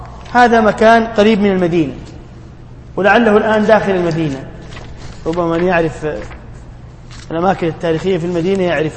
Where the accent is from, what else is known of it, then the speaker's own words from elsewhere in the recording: Tunisia; والكتاتيب عندنا في تونس يسمون سورة كذا كذا